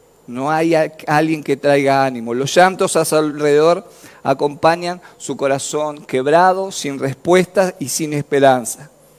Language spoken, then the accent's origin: Spanish; Basail, Chaco, Argentina; cuando pensaba en este pueblo que no era tan conocido, me acordaba de mi país. Yo nací en el Chaco.